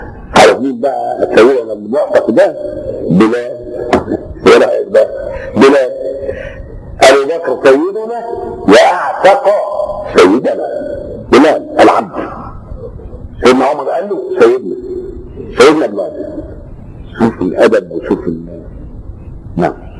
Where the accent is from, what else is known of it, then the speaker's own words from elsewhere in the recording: Upper Egypt, Egypt; عندنا في الصعيد نقول ايه بيصيف، يصيف يعني ايه؟